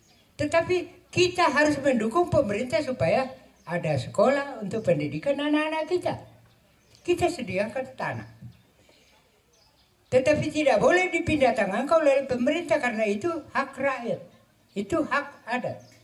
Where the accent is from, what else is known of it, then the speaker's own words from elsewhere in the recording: South Sulawesi, Indonesia; Tidak usah kita resah bahwa kita orang Toraja ini lahir dan berkembang di pegunungan.